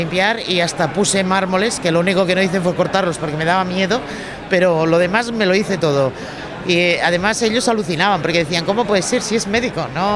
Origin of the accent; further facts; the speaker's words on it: Catalonia, Spain; Yo soy catalana, los catalanes siempre pensamos en vender.